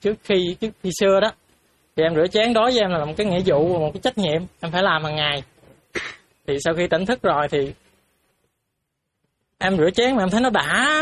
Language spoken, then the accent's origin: Vietnamese; An Giang, Vietnam; em thì em đến ở An Giang. Em đến từ An Giang, ở miền Tây.